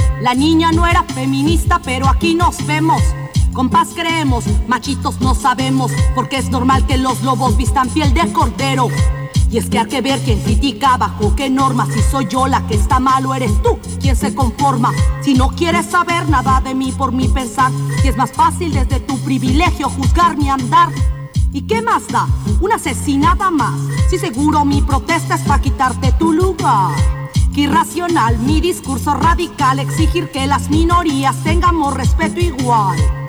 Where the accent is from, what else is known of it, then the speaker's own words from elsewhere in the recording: Mexico; Bueno, sí, yo soy de México. Estoy aquí hace un par de semanas.